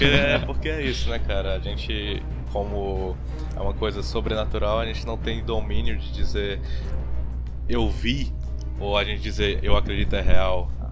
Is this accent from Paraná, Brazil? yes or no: no; Fortaleza, Ceará, Brazil; sou de Fortaleza e nunca gravei um podcast.